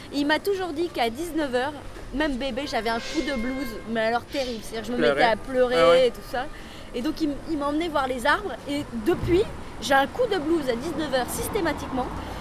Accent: Neuilly-sur-Seine, Île-de-France, France; J'ai un côté un peu parigo, alors que pas du tout, je viens de Neuilly-sur-Seine, mais enfin bon.

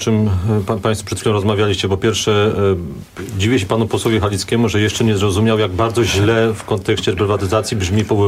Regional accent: Kraków, Lesser Poland, Poland; Ja jestem z kolei krakowianinem

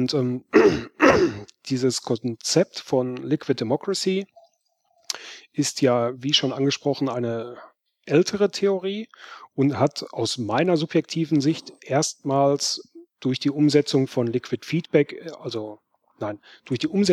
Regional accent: North Rhine-Westphalia, Germany; ich komme aus Nordrhein-Westfalen, der Parteitag ist in Berlin.

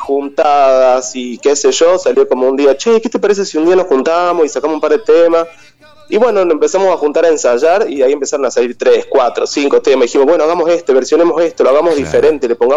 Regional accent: Jujuy, Argentina; now in Córdoba, Argentina; Estoy en la provincia de Córdoba. Ajá. Estoy viviendo acá. Yo en realidad soy de Jujuy, pero hace como unos 8 o 9 años que vivo acá, en Córdoba.

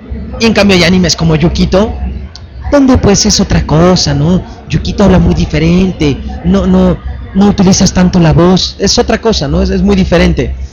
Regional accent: Mexico; Se hace la mexicana porque somos el país con más poblado de América Latina, hispanoparlantes, pues.

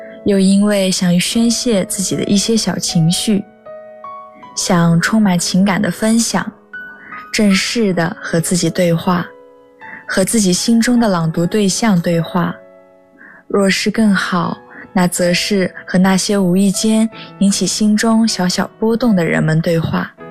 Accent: Hangzhou, Zhejiang, China; now in Nanjing, China; 来自浙江杭州，我在南京大学，距离我的家乡286公里。

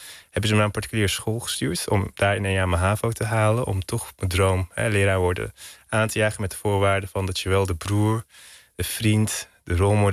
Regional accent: Hilversum, North Holland, Netherlands; born there; also born or lived in Turkey; Ik ben in Hilversum geboren. Tot mijn 7e heb ik hier op school gezeten. Van mijn 7e tot mijn 11e ben ik naar Turkije gegaan.

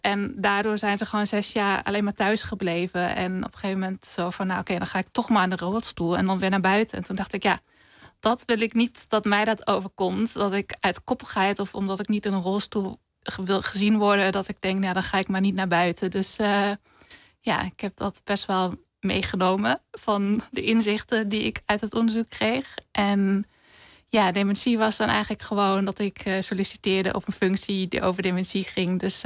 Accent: Germany; Dutch is a second language; in Duitsland bijvoorbeeld, waar ik vandaan kom

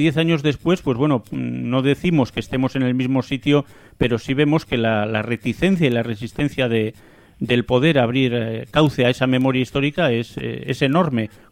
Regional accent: Asturias, Spain; yo también soy asturiano y descendiente de gente de esa zona, militantes socialistas.

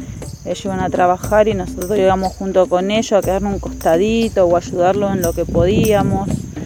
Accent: Florencio Varela, Buenos Aires Province, Argentina; soy de Florencio Varela, pertenezco a la UTT, Unión de Trabajadores de la Tierra.

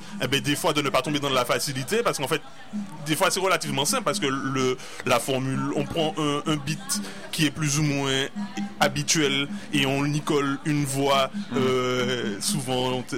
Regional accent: Martinique; en tant que Martiniquais ayant été colonisé

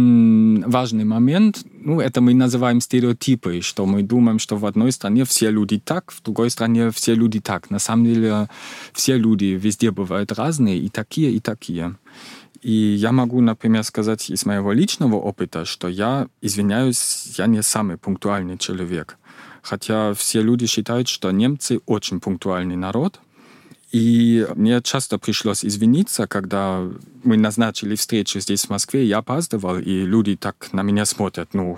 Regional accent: East Germany, Germany; Russian is a second language; у меня было мало родственников в Западной Германии, я сам из Восточной Германии.

